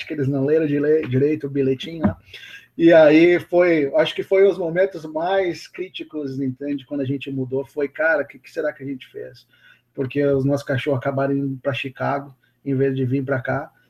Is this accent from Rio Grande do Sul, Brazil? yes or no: yes; Rio Grande do Sul, Brazil; also born or lived in São Paulo; eu sou, né, eu nasci em São Paulo, mas me criei no Rio Grande do Sul